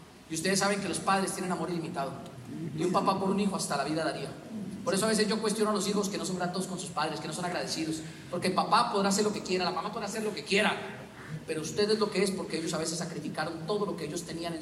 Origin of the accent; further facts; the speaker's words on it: Boyacá, Colombia; yo soy boyacense, pero mi mamá es cupiteña. Entonces yo crecí en una casa donde todo lo que mi mamá dice suena regaño.